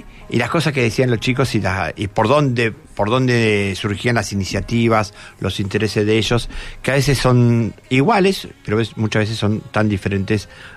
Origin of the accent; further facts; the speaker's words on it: Buenos Aires, Argentina; Muchas veces nosotros vivimos aporteneados, ¿no? Somos muy porteños